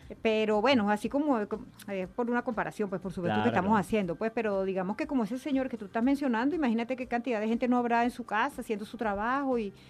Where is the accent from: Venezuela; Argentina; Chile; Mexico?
Venezuela; nosotros somos venezolanos, tenemos esa sangre bien caliente y bien, bien chévere.